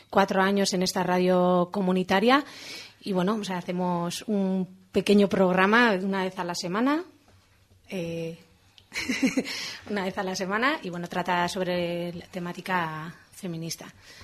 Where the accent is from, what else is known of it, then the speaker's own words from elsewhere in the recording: Hendaye, Nouvelle-Aquitaine, France; Opa, bueno, yo vengo de Hendaya